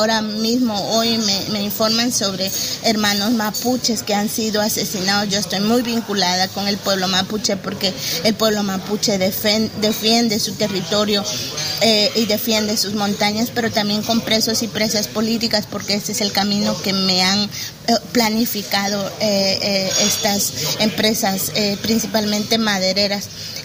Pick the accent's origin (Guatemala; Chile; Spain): Guatemala; Quiché; A mi pueblo Quiché le digo gracias porque el camino continúa